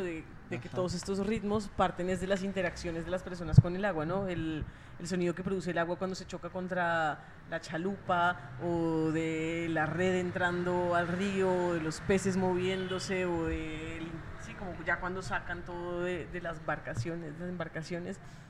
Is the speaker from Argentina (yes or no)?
no; Ecuador; now in Colombia; yo cuando crecí en Ecuador, eso, de camino al colegio, veía el Cotopaxi.